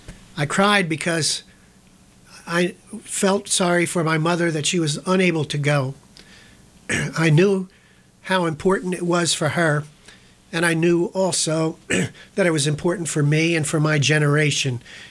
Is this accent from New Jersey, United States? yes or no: yes; Ewing Township, New Jersey, United States; I was raised in Ewing Township, New Jersey.